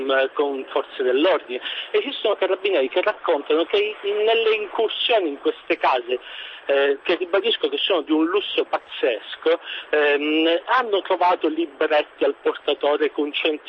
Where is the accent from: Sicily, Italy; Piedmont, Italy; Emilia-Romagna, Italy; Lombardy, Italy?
Sicily, Italy; accent: Sicilian; Io, come si sentirà dall'accento, sono siciliano. Esattamente, sono un medico e lavoro in provincia di Siracusa.